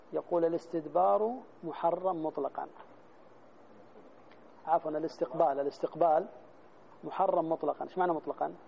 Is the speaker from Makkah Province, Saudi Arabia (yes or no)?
yes; Jeddah, Makkah Province, Saudi Arabia; روح في مثلا زي عندنا في جدة ما تشرق ولا تغرب